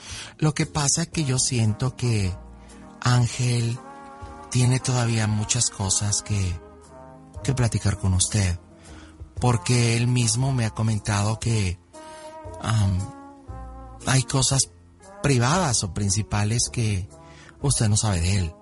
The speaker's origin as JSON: {"language": "Spanish", "town": "Tequila", "region": "Jalisco", "country": "Mexico", "said": "tengo 27 años y yo soy de Jalisco, de Tequila."}